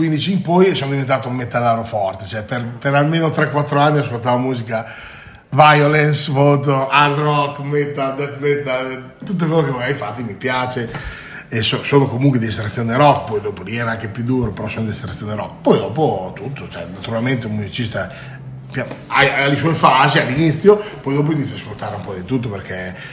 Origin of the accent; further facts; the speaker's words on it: Monzuno, Emilia-Romagna, Italy; Ho iniziato da piccolino, ormai 7-8 anni, nella banda del mio paese. Abito nella banda di Monzuno, abito lì vicino